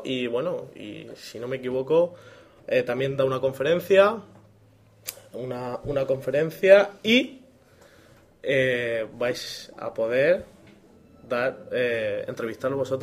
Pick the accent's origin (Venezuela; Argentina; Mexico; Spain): Spain; Region of Murcia; Nosotros somos de Murcia